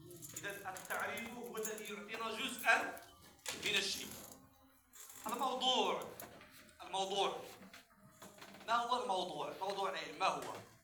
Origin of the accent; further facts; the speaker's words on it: Morocco; لما ظهرت القهوة والشاي عندنا في المغرب ولم يكن أهل بلدنا يعرفون القهوة